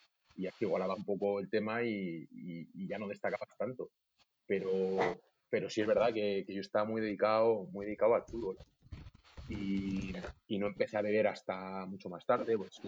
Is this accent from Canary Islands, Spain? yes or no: no; Segovia, Castile and León, Spain; also born or lived in Salamanca; Crecí en Segovia. Yo nací en Salamanca porque mis padres eran de allí.